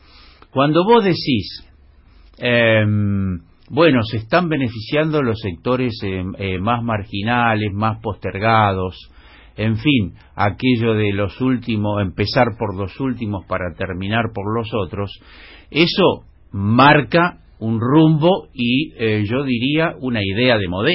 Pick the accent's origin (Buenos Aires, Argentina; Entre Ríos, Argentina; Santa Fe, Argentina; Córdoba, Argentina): Buenos Aires, Argentina; Colegiales; born there; soy fana del barrio en que nací, de Colegiales, y ahora, bueno, de este en el que estoy hace 30 años.